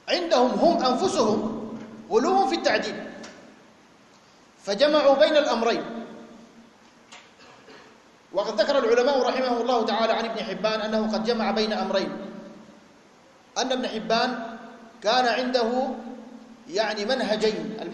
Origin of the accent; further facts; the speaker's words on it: Sudan; مجموعات الغلاة الموجودة عندنا في السودان وفي غيرها